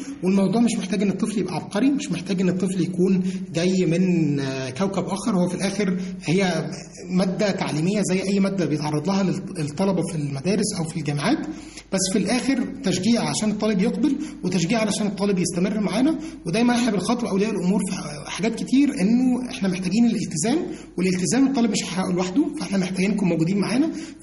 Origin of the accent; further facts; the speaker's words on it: Egypt; وحتى طريقة تفكير الطلبة عندنا في مصر بتبقى مختلفة شوية عن طريقة تفكير الشباب التانيين.